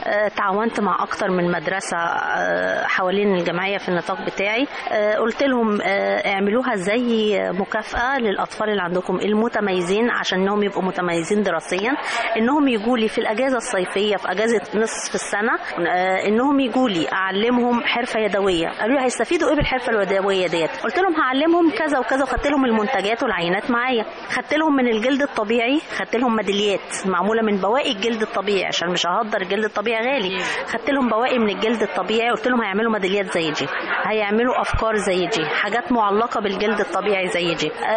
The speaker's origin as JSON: {"language": "Arabic", "country": "Egypt", "said": "فده اللي أنا نفسي إن يكون عندنا في مصر هنا بصراحة."}